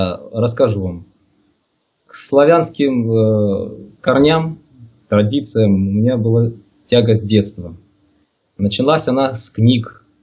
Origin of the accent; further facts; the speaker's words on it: Makiivka, Donetsk Oblast, Ukraine; Сам я родом из Донбасса, где сейчас и проживаю. Ныне так называемая Донецкая Народная Республика. Живу в городе Макеевке, это рядом с Донецком. Родился здесь, вырос здесь.